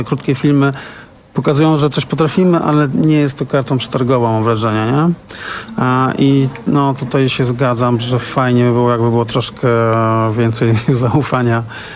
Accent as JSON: {"language": "Polish", "town": "Gdańsk", "region": "Pomeranian Voivodeship", "country": "Poland", "said": "Ja wiem, jestem z Gdańska."}